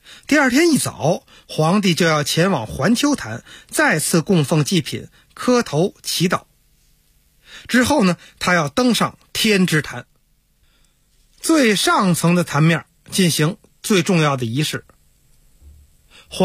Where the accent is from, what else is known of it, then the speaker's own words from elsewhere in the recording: Beijing, China; 我小时候在天坛里没少练功啊，抻筋压腿喊嗓子啊